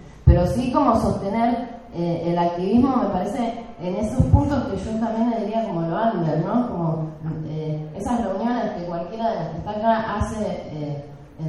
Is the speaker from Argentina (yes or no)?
yes; Neuquén, Argentina; now in La Plata, Argentina; Yo soy de Neuquén, pero vivo en La Plata